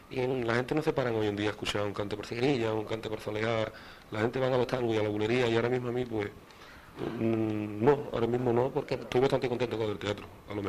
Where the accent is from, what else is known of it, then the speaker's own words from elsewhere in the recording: Jerez, Andalusia, Spain; also born or lived in Granada; Lo mismo que nací en Granada, podía haber nacido en un taxi, pero a la semana de haber nacido yo estaba en Jerez. Yo soy jerezano total, de arriba a abajo.